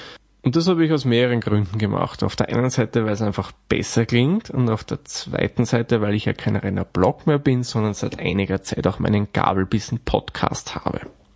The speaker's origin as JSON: {"language": "German", "country": "Austria", "said": "Und gegen Ende dieser Folge hat er gemeint, dass es dieses Produkt sicherlich auch bei uns in Österreich geben würde."}